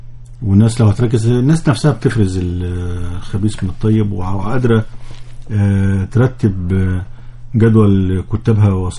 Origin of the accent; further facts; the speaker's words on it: Egypt; كمصريين السلع دي ما أثرتش طبعا